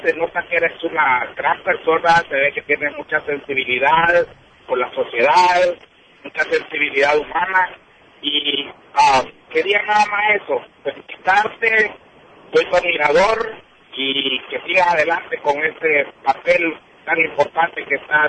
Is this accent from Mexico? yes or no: no; El Salvador; Soy salvadoreño